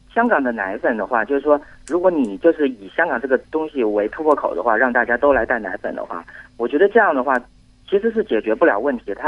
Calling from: Hubei, China; 我是湖北的

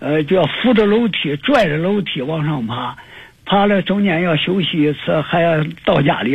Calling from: Nanjing, Jiangsu, China; 我是南京的

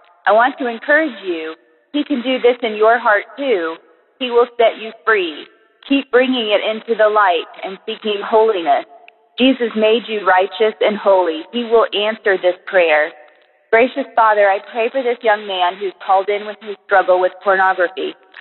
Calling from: Florida, United States; Hi, I'm calling from Florida.

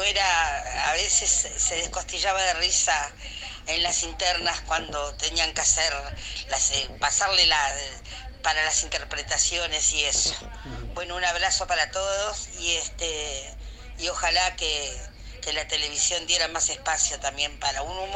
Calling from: Las Piedras, Canelones, Uruguay; de Las Piedras

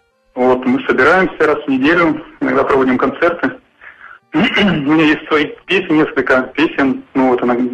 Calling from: Sochi, Krasnodar Krai, Russia; я вот из Сочи звоню

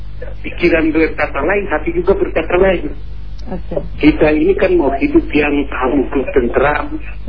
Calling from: Ambon, Maluku, Indonesia; Kita dari Ambon, bekas kerusuhan Ambon.

